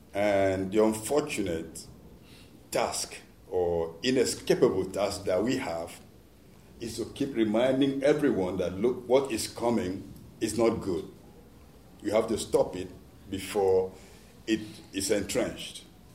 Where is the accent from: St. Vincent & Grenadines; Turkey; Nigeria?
Nigeria; I'm from Nigeria, the cleanest country in the world, especially in the oil fields of Nigeria.